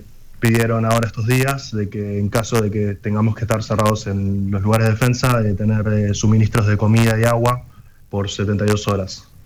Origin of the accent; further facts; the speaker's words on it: Montevideo, Uruguay; moved away as an adult; also born or lived in Maldonado; now in Israel; Crecí en Montevideo y viví un par de años en Maldonado. Y con 18 años me vine en el 2016 a Israel a estudiar y vivir aquí.